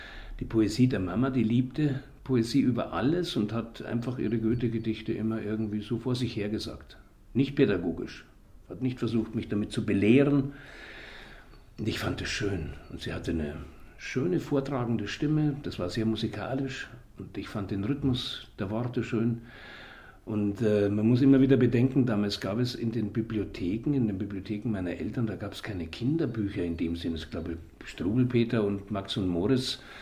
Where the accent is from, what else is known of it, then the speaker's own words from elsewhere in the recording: Munich, Bavaria, Germany; Ja, München ist natürlich meine Heimat gewesen, meine örtliche Heimat.